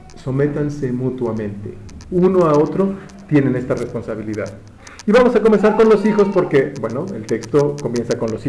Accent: Mexico; Pero nosotros como mexicanos tenemos algún, o sea, por nuestra situación de alimentaria y donde vivimos, sabemos que la palabra chile

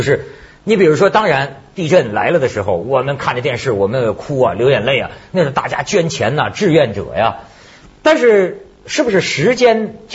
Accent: China; 老实讲我在中国长大的人

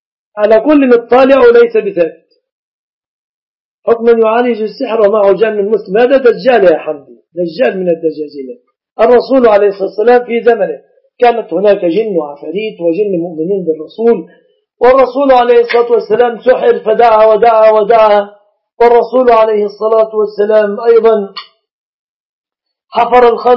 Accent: Egypt; لازم تأتي لأم العريس في بلادنا مصر الأيام هذه في القرى

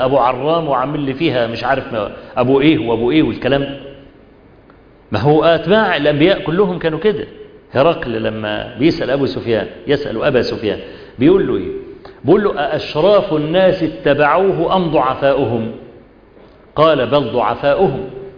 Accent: Egypt; أيام زمان في بداية الصحوة عندنا في مصر

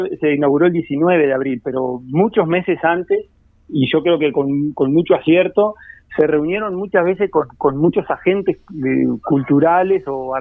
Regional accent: San Gregorio de Polanco, Tacuarembó, Uruguay; Yo soy de San Gregorio Polanco, los gurises son de acá

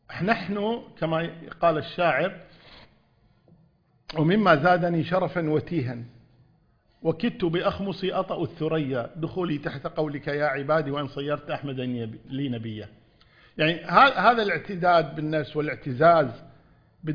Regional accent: Kuwait; في إحدى الوزارات عندنا في الكويت

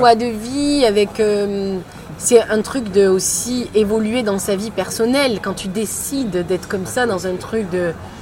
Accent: Aix-en-Provence, Provence-Alpes-Côte d'Azur, France; Ouais, je suis d'Aix-en-Provence.

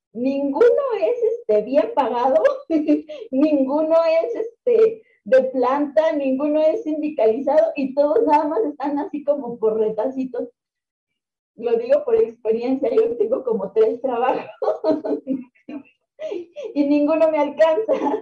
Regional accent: Mexico; en mi país, hemos visto crisis tras crisis tras crisis tras crisis y no hemos salido y no hemos conocido otra cosa más que crisis. Entonces, y neoliberalismo, porque desde los 80s y 90s en México se ha instaurado una idea

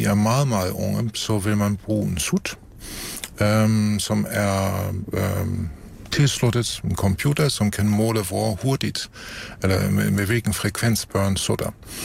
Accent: Germany; Danish is a second language; Det gælder også mig som tysker, at vi har bibeholdt vores evner

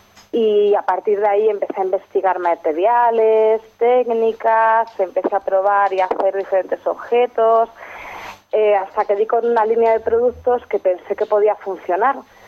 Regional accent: Toledo, Castilla-La Mancha, Spain; somos muchos diseñadores toledanos que estamos fuera porque no encontramos sitio para nuestra actividad en nuestra ciudad.

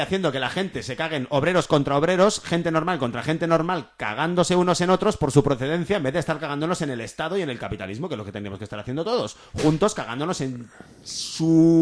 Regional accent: Catalonia, Spain; soy catalán

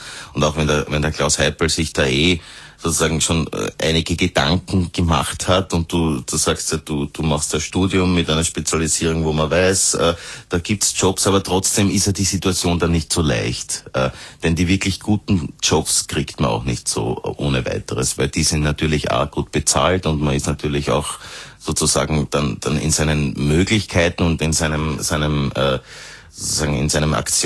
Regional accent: Austria

